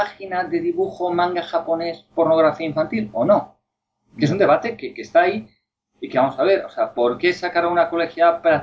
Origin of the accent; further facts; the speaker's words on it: Spain; Yo me siento profundamente español. Yo amo a mi país